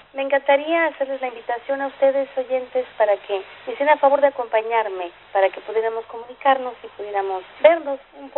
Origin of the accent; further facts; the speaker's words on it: Mexico; also born or lived in United States; now in Argentina; Yo soy mexicana, pero hace muchos años que no vivo en México, vivo en los Estados Unidos y vivo también aquí en la Argentina, porque acá tengo los amores más importantes. Mi esposo es argentino